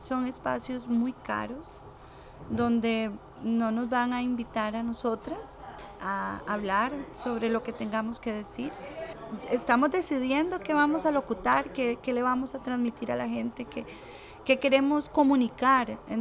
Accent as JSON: {"language": "Spanish", "town": "Punta Arenas", "region": "Magallanes", "country": "Chile", "said": "Soy de Punta Arenas Centro."}